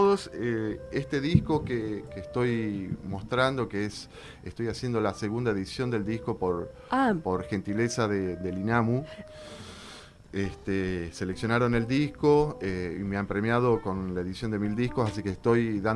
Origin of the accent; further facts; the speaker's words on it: Yerba Buena, Tucumán, Argentina; La mayor parte de tiempo que estuve en Tucumán viví en Yerbabuena, al pie del Cerro San Javier. Es muy bonito.